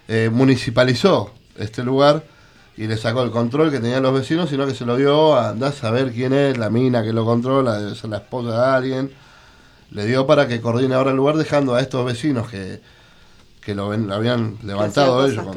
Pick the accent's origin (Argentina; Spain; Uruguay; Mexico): Argentina; Buenos Aires; yo me crié en Microcentro, no tuve mucho barrio, digamos, pues me crié en Plaza de Mayo, mi viejo era encargado de un edificio